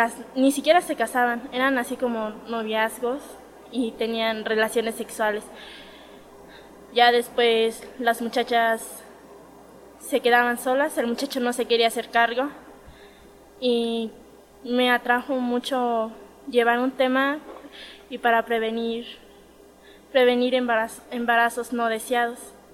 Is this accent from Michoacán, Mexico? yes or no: yes; Michoacán, Mexico; vengo del estado de Michoacán